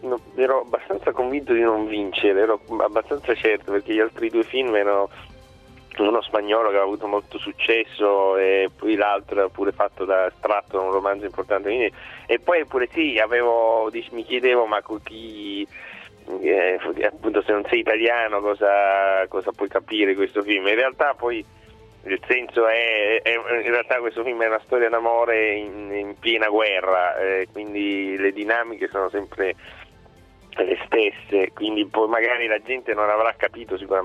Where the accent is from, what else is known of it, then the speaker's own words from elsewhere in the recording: Palermo, Sicily, Italy; now in Milan, Italy; essendo palermitano, cioè la Sicilia è veramente distante